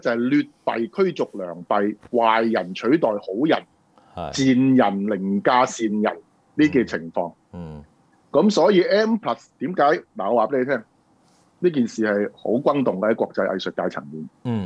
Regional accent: Hong Kong; 我覺得呢個當然就係我哋香港人一個揾食嘅方法啦

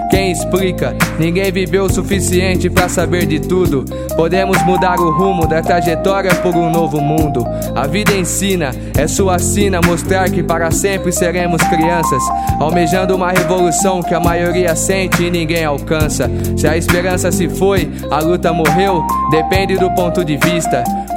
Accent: São Carlos, São Paulo, Brazil; minha quebrada, Zona Sul de São Carlos, Monte Carlo, Jardim Gonzaga, Jardim Pacaembu, Vila Conceição, Jardim Cruzeiro do Sul, Cidade Araci 1 e 2, Antenor Garcia, Zavaglia

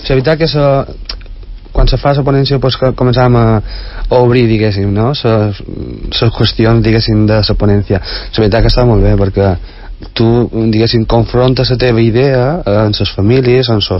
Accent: Santa Margalida, Balearic Islands, Spain; nosaltres no som de Palma, som d'un poble de Santa Margalida.

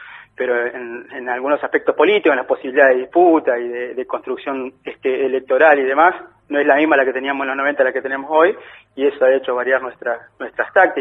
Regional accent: El Chocón, Neuquén, Argentina; born there; Yo nací en el Chocón, provincia de Neuquén, y empecé a militar también en Neuquén

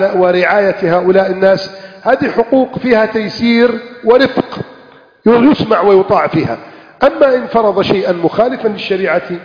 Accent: Egypt; عندنا في مصر نقول هذا الكلام، عندكم تقولونه وأكيد بلهجة أخرى

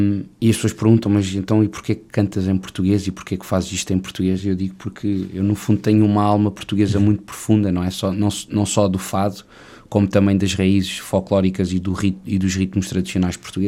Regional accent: Macau; moved away as an adult; eu sou de Macau. Uhum. Nasci em Macau em 1989, filho de pais portugueses, e estudei em Macau até aos meus 18 anos.

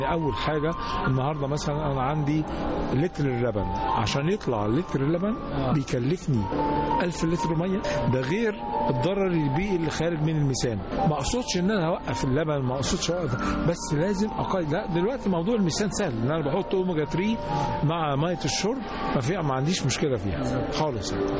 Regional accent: Aswan, Aswan Governorate, Egypt; يا فندم احنا عندنا في أسوان

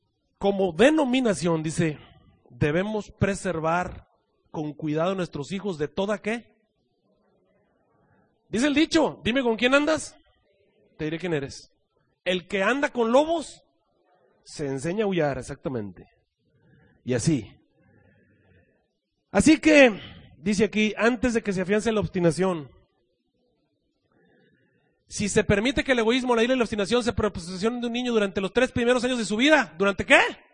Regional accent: Mexico; moved away; cuando yo me vine de México

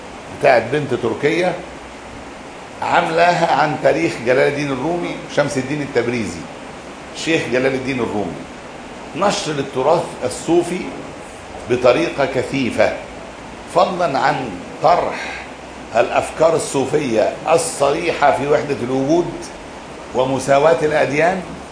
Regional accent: Egypt; احنا عندنا، انا ما شفتهاش عندنا في مصر

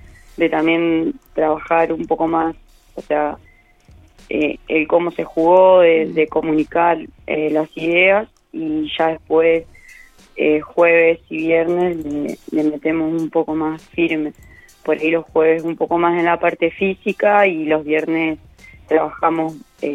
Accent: La Pampa, Argentina; yo soy de Austoni, es un pueblo muy chico de acá de La Pampa, donde tiene 300 habitantes

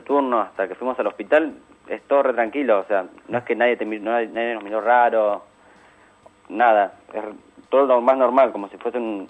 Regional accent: Olavarría, Buenos Aires Province, Argentina; Yo soy de acá

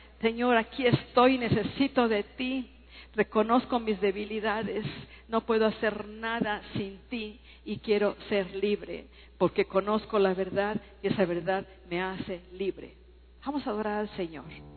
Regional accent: Durango, Mexico; Yo soy de Durango y me han picado 3 alacranes y no me hicieron nada.

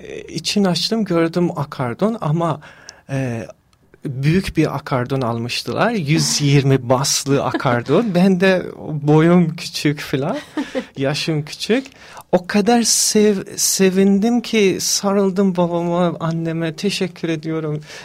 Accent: Mashhad, Razavi Khorasan, Iran; also born or lived in Ardabil; Ben İran Azerisiyim. Erdebil şehrinde doğdum ama 8 yaşımdan Meşet şehirde büyüdüm. Meşet şehirde İran'ın ikinci büyük şehridir. Orada büyüdüm.

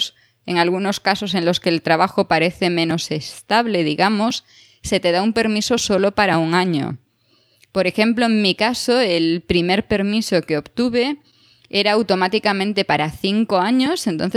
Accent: Spain; now in Switzerland; siendo española no tendría ningún problema para tener la doble nacionalidad, porque España lo permite y Suiza también

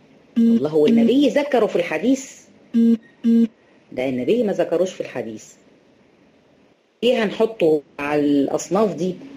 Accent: Egypt; طبعا احنا هنا عندنا في مصر برضو الفول ده يعد من ايه قوت البلد، الناس كلها بتفطر فول،

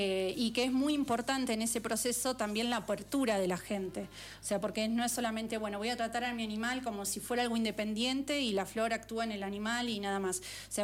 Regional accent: Buenos Aires, Argentina; Incluso yo que vengo de Buenos Aires, donde todo es un departamento

